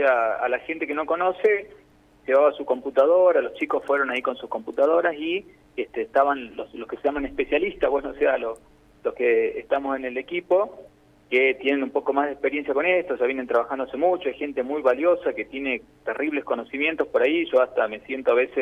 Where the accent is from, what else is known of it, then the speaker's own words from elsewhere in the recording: Jujuy, Argentina; also born or lived in Buenos Aires; yo soy de Jujuy, pero estuve en Buenos Aires, y cuando vuelvo a la provincia